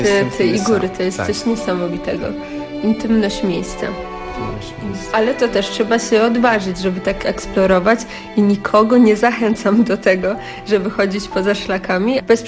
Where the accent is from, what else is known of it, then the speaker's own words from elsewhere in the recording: Lower Silesian Voivodeship, Poland; Ja pochodzę z Karkonoszy, teraz jestem dość nomadyczna.